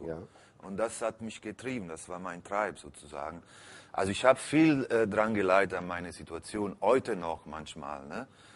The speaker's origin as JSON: {"language": "German", "town": "Naples", "region": "Campania", "country": "Italy", "tie": "born or raised there", "second_language": "German", "said": "Also ich bin als quasi Halbwaise im Heim aufgewachsen, war viel auf der Straße. Ich bin ein klassisches Cognizzo in Neapel."}